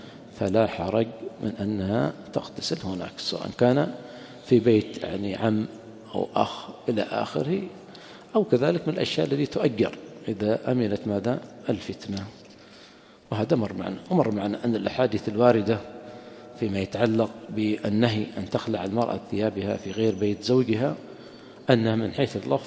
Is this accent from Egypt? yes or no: no; Yemen; أما عندنا في اليمن خاصة في المناطق الحارة حمام طبيعي ما يحتاج